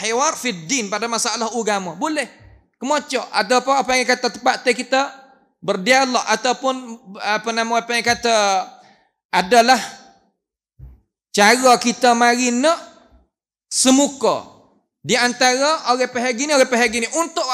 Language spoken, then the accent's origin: Malay; Thailand; Jabatan Mufti yang sudi jemputkan saya daripada Thailand